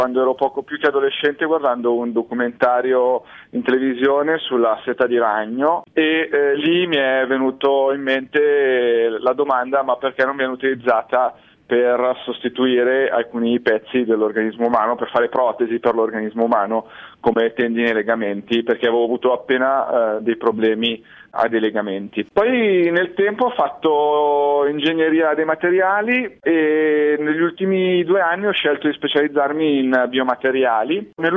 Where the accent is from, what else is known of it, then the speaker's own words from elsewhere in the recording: Como, Lombardy, Italy; Io poi sono di Como è la patria della seta in Italia